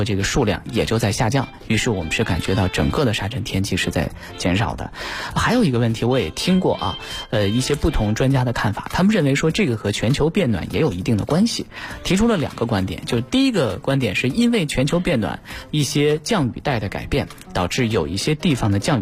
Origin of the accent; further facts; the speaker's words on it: Lanzhou, Gansu, China; 我记得我小的时候在我们家兰州，每年到了春天